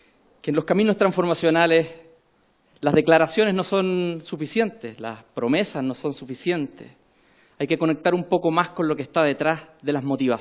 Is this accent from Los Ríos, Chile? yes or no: no; Temuco, Araucanía, Chile; accent: Temuco; Yo soy nacido y criado en la ciudad de Temuco, en el sur de Chile, y espero que mi acento temuquense no me prohíba de poder comunicarme con ustedes.